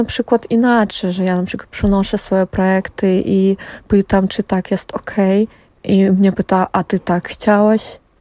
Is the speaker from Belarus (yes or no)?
yes; Brest Region, Belarus; Nie jestem z Mińska. Jestem z Polesia, zawsze mówię Polesia. To jakby brzeski region. Urodziłam się tam i rosłam tam i później już pojechałam na studia do Mińska.